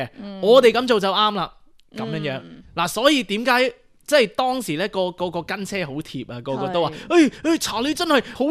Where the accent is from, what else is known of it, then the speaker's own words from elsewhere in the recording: United States; 即係我哋美國人，我哋係有言論自由嘅呢一個國家